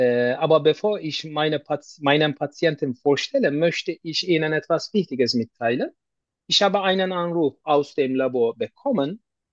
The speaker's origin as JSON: {"language": "German", "country": "Turkey", "second_language": "German", "lives_now": "Germany", "said": "ich komme aus der Türkei."}